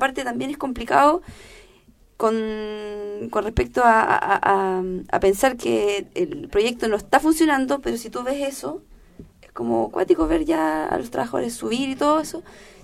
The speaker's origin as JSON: {"language": "Spanish", "country": "Chile", "said": "porque es un país libre, soy chilena, creo que puedo andar donde quiero."}